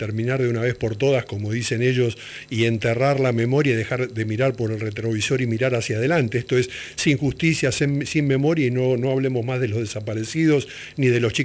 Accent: Argentina; moved away; yo salí de acá de Argentina y después soy retenido en Paraguay en la dictadura estronista, justamente desde 1974 a 1975.

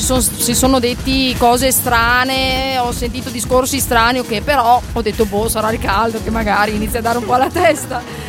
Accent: Salizzole, Veneto, Italy; Da Salizzole, provincia di Verona.

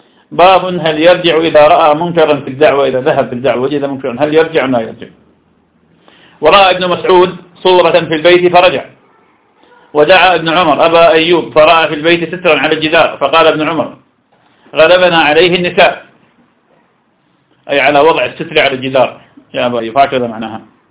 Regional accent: Iraq; accent: Iraqi; وإذا يصير شراب لقيت أنه يسمى نجوع في لهجتنا العراقية

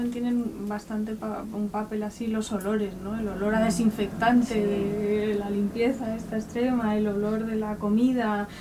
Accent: Madrid, Community of Madrid, Spain; Yo yo soy de Madrid, pero mis abuelos son de Guadalajara.

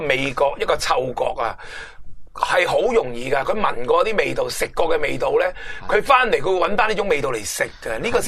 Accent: Hong Kong; 即系我哋香港人成日话我食餐蛋面

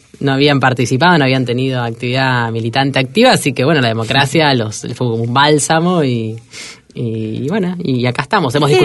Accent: Flores, Buenos Aires, Argentina; also born or lived in Zárate; Soy una sensible de Flores, lo que pasa es que viví mis primeros 6 años en Zárate, porque mis padres estaban trabajando allá.

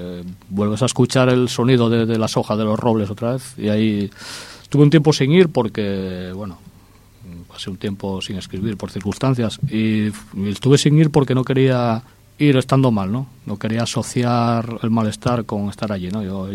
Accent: O Carballiño, Galicia, Spain; Soy uno más de donde soy y tampoco quiero alumbrar más que los demás, ¿no? Porque en Carballín hay gente que hace bien teatro

